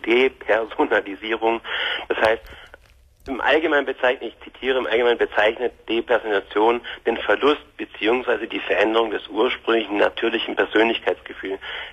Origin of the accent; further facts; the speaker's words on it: Germany; now in Switzerland; Heute, wie gesagt, lebe ich mit meiner Frau. Wir sind aus Deutschland ausgewandert in die Schweiz.